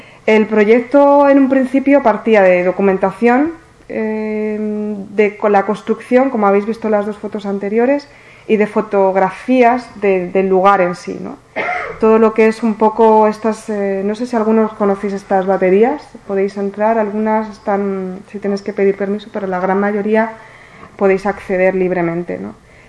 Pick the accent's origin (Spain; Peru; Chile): Spain; Cartagena, Region of Murcia; also born or lived in Orihuela; Yo nací en Orihuela, pero me crié hasta los 12 años aquí en Cartagena